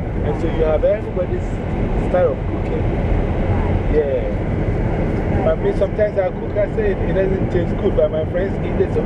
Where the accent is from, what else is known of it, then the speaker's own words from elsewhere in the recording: Ghana; So I know people from my country who are here, and even from my hometown.